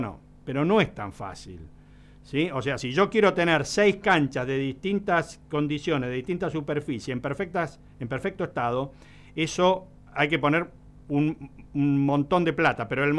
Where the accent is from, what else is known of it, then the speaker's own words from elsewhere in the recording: Argentina; Y bueno, sí, somos todos argentinos.